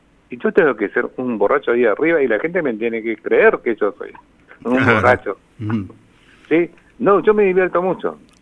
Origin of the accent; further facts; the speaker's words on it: Pilar, Ñeembucú, Paraguay; Yo soy de Pilar, por ejemplo, de Pilar, Paraguay